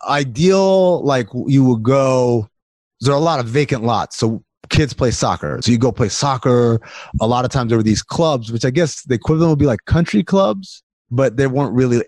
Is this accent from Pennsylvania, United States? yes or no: no; New York, United States; also born or lived in Sudan; growing up in New York, my parents were all like, we're not from here. We're going to go back to where we're from one day.